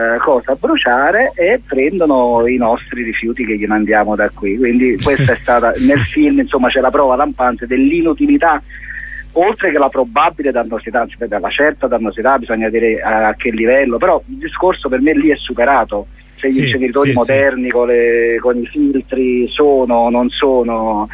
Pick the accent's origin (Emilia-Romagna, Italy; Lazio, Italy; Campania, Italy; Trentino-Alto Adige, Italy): Campania, Italy; Naples; io che sono napoletano, sono tornato nella mia città